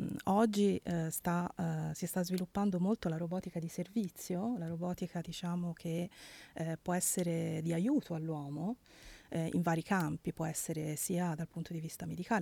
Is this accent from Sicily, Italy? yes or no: no; Livorno, Tuscany, Italy; come si dice dalla mia parte, sono di Livorno